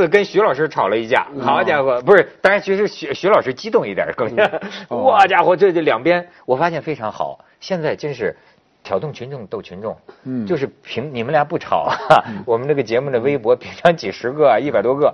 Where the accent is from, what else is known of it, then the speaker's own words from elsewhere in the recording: Hebei, China; 其实不光北京人，我们河北人也最喜欢这个